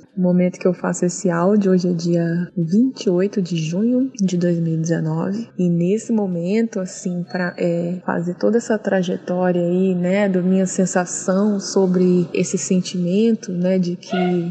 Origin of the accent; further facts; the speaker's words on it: Vitória, Espírito Santo, Brazil; now in São Paulo, Brazil; eu resido em São Paulo, sou de Vitória, resido em São Paulo.